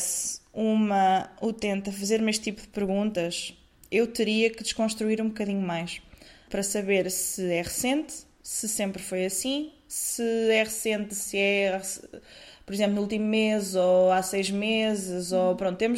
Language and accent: Portuguese; Coimbra, Centro, Portugal; Eu estou habituada, eu sou de Coimbra